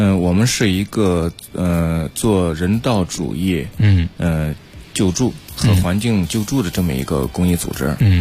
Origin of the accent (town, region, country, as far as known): China